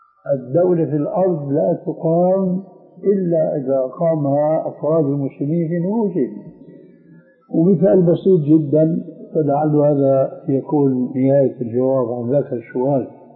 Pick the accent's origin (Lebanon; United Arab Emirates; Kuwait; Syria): Syria; لذلك العملية كما يقولون عندنا في الشام بدها زكاة